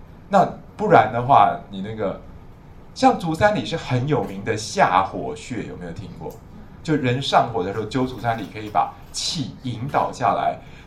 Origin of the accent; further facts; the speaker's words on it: China; 像官员我们中国人说夏秋之交灸官员，对不对？